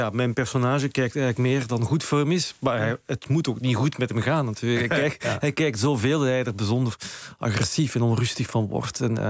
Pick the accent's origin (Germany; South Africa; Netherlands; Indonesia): Netherlands; Limburg; also born or lived in Brussels, Belgium; Sinds ik op mijn 8e ben ik van Brussel naar Zuid-Limburg verhuisd. En daar werd ik eigenlijk als kind al op slag een ecologist nog voor Groene Partij bestonden eigenlijk.